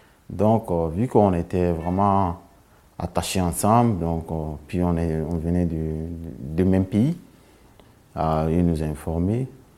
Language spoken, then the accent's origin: French; Côte d’Ivoire; moved away as an adult; now in France; je viens de la Côte d'Ivoire, j'ai 22 ans. Je suis arrivé en France dans le mois d'avril 2018.